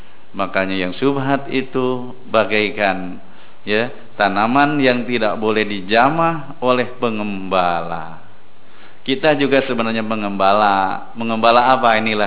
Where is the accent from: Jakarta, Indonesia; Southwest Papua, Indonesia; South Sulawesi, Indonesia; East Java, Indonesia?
Jakarta, Indonesia; Masalah mengembala, zaman dulu saya orang Jakarta, yang namanya kita bahasa ngangon kerbau, kalau kita dekat sawah, bapak-bapak yang memang punya sawah pasti menjaga.